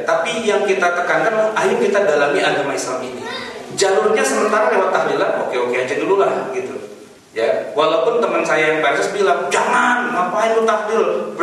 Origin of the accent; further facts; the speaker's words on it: Jakarta, Indonesia; saya ini orang Betawi.